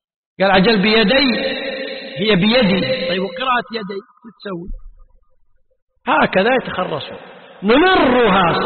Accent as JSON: {"language": "Arabic", "country": "Kuwait", "said": "حرف عندنا بالكويت العامة تسمي طريف"}